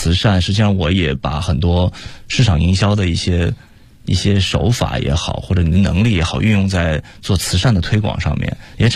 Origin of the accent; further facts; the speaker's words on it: China; 可能当时除了我一个中国人之外，其他都是老外。